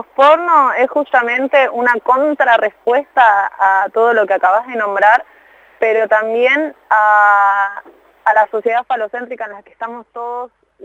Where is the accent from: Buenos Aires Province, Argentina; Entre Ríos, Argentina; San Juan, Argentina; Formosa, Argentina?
Buenos Aires Province, Argentina; Moreno; now in Buenos Aires, Argentina; yo nací en Moreno, viví en Moreno, qué sé yo, ahora hace poquito estoy viviendo en Capital. Pero soy de Moreno, o sea, me tira al barrio